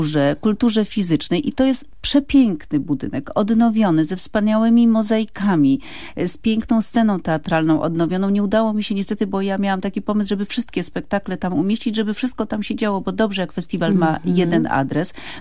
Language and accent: Polish; Kraków, Lesser Poland, Poland; ja jestem z Krakowa